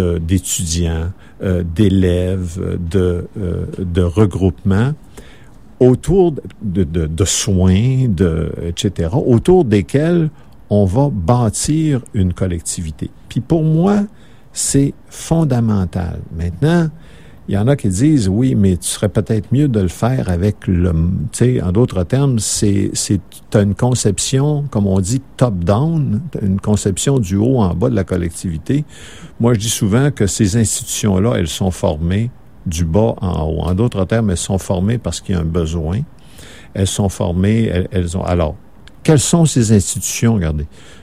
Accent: Saguenay, Quebec, Canada; Moi, je viens du Saguenay, comme je vous disais, puis chez nous, on est majoritaire chez nous. On est majoritaire au Saguenay, puis au Saguenay-Lac-Saint-Jean.

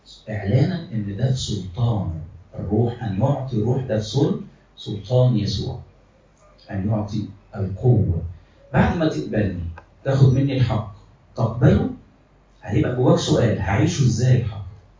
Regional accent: Egypt; احنا مصريين قوي يعني، زي المصريين كده

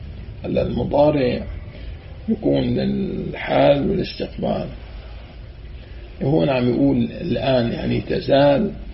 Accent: Syria; now in Jordan; أي القصة ما كانت تصير معي بعد ما طلعنا من الشام

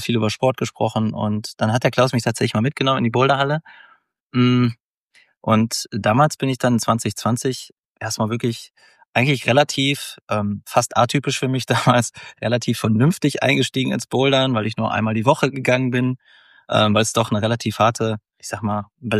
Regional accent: Mülheim, North Rhine-Westphalia, Germany; Ich komme ja aus dem Ruhrgebiet, aus Mülheim.

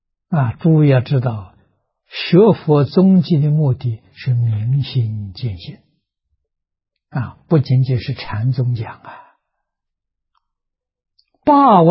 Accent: China; 所以这两个我们中国人合起来叫成见。

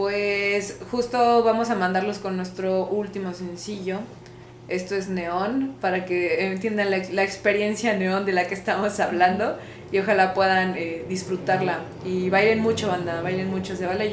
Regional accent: Toluca, State of Mexico, Mexico; Yo soy de Toluca, hija, no me interesa.

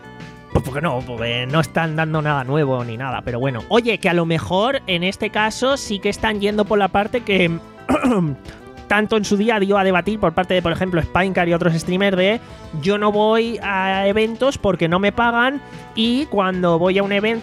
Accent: Alicante, Valencian Community, Spain; Y quiero decir, obvio, ¿no? Soy de Alicante.

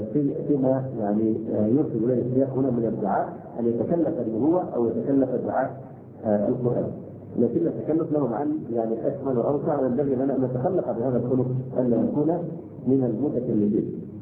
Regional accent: Egypt; عندنا في مصر

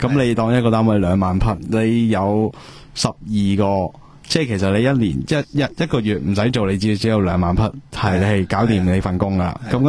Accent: Hong Kong; 我哋香港人

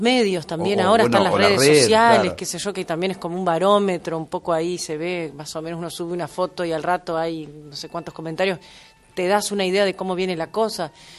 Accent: Paysandú, Uruguay; now in Montevideo, Uruguay; no, yo soy de Paysandú. No tengo aún, no guardo exactamente el acento de Paysandú. Cuando voy me siento igual. También que no soy tampoco 100% ya de Paysandú. Pero es mi referente, mis padres siguen viviendo en la misma casa donde viví toda mi vida

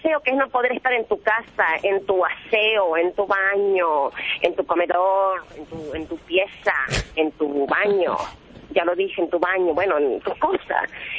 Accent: Tartagal, Salta, Argentina; A Salta, soy de Tartagal.

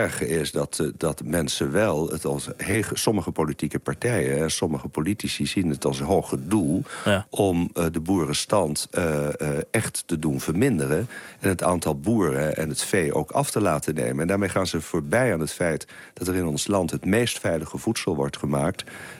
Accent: Holland, Netherlands; moved away as an adult; Ik kom zelf uit Holland, zoals het hier heet. Ik ben daar geboren en getogen uit Brabantse ouders.

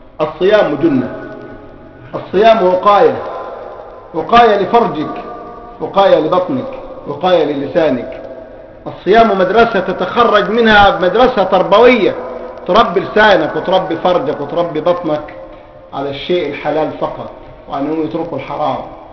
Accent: Egypt; عندنا في مصر يقول لك صام وفطر على بصرة

